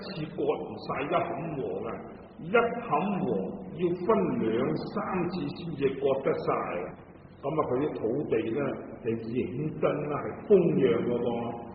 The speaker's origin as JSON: {"language": "Cantonese", "region": "Guangdong", "country": "China", "said": "咁啊，我哋广东人如果话食萝卜啊，佢就话破气啦"}